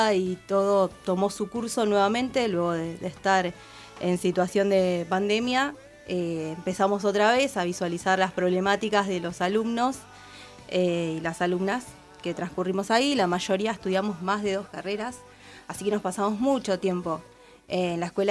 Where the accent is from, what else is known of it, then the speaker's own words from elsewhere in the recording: Punta Alta, Buenos Aires Province, Argentina; Yo vengo desde Punta Alta, tengo compañeros de distintas de las zonas, principalmente de lo que es el sur.